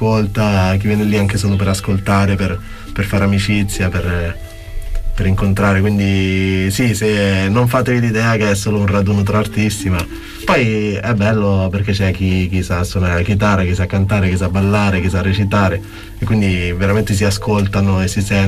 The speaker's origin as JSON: {"language": "Italian", "town": "Latina", "region": "Lazio", "country": "Italy", "said": "Cioè anch'io sono emigrato da Latina"}